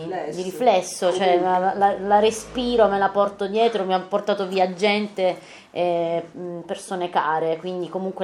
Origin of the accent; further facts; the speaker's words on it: Taranto, Apulia, Italy; Sono originaria di Taranto, vengo quindi da una città operaia.